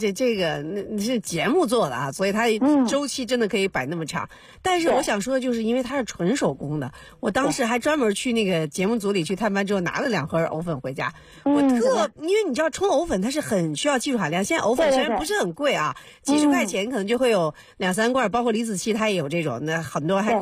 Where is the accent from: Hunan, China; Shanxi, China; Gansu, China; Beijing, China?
Beijing, China; 我这个祖籍江苏但是在北京长大的人